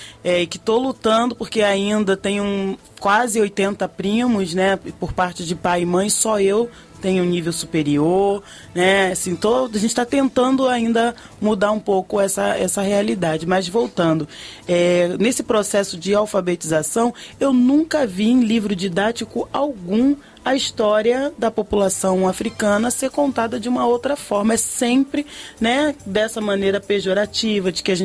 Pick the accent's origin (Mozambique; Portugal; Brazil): Brazil; Salvador, Bahia; now in Rio de Janeiro, Brazil; sou natural de Salvador, vim parar aqui no Rio de Janeiro, inclusive para desenvolver trabalho doméstico